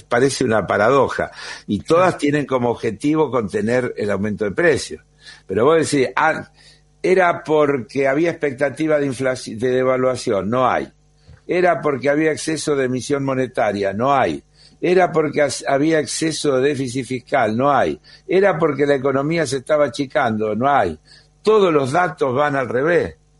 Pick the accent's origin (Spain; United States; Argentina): Argentina; no puede ser que los argentinos paguemos la carne como en China o en París.